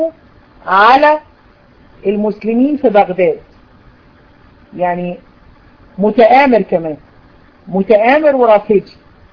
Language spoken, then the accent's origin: Arabic; Egypt; عندنا في مصر